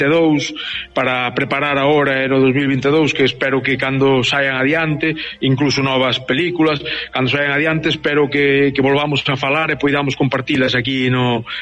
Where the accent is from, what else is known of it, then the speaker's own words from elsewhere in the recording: Mazaricos, Galicia, Spain; eu son de Pino de Val, unha aldea de Mazaricos, do concello de Mazaricos. Mazaricos, digamos que non ten costa, pero casi